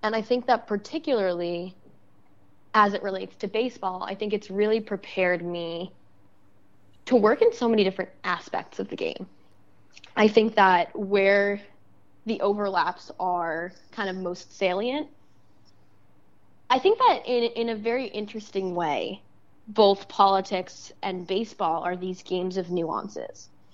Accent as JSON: {"language": "English", "town": "Staten Island", "region": "New York", "country": "United States", "tie": "born or raised there", "said": "I grew up in Staten Island, New York. So technically part of New York City."}